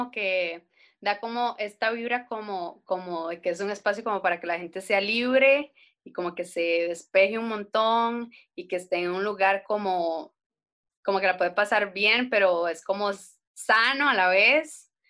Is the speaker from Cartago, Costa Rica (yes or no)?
yes; Cartago, Costa Rica; Soy artista costarricense de Cartago.